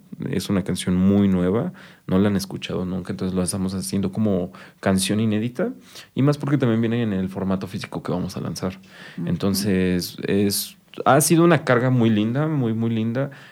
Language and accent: Spanish; Chalco, State of Mexico, Mexico; Sí, somos de Chalco. Okay. Sí, somos originalmente de Chalco.